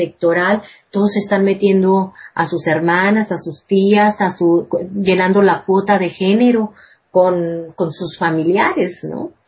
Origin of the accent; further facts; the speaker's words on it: Mexico; necesitamos reflexionar como grupo, como mujeres, como hombres, como mexicanos